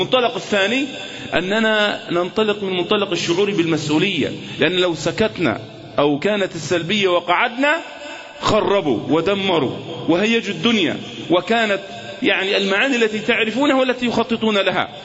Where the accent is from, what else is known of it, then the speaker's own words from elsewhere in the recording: Egypt; كمصريين أمام اختبار صعب، اختبار حقيقي